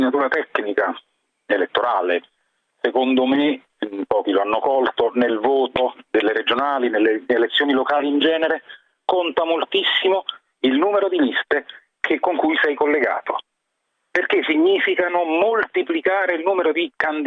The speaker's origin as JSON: {"language": "Italian", "town": "Naples", "region": "Campania", "country": "Italy", "said": "lo dico perché sono napoletano di origine e ho vissuto quegli anni"}